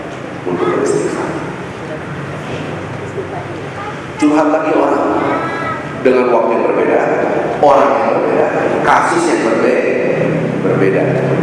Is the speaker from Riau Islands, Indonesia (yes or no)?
no; Jakarta, Indonesia; Karena saya pulang 2003 di Indonesia. Saya hidup di Jakarta, lahir di Jakarta. Lahir di Rawamangun, tapi keluar dari Jakarta, maka keluar. Kembali lagi.